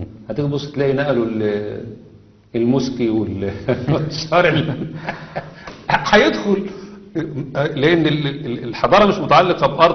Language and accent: Arabic; Egypt; انما عندنا في مصر، لا، في مصر امر غريب جدا جدا جدا